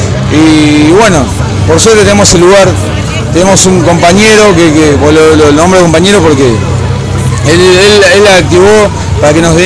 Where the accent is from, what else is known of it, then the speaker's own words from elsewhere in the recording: Buenos Aires Province, Argentina; nosotros somos todos de Virrey, San Fernando, Tigre y demás